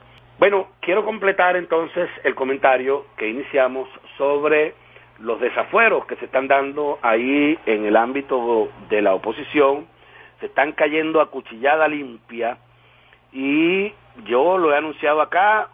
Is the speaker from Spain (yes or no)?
no; Venezuela; como venezolano, como todo, como ser humano